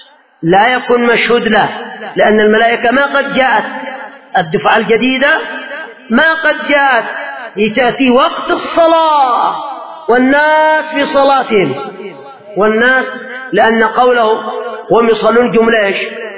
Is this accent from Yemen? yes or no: yes; Yemen; وانظروا مثلا ما هو حاصل عندنا في اليمن في بعض الأماكن